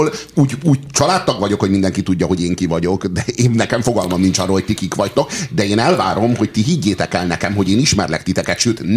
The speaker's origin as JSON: {"language": "Hungarian", "region": "Budapest", "country": "Hungary", "said": "Tehát te, ő és én pestiek vagyunk"}